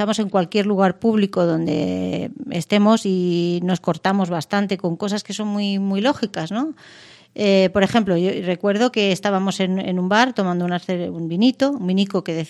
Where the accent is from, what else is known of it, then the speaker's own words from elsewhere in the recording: Mérida, Extremadura, Spain; por ejemplo, en Mérida, en mi tierra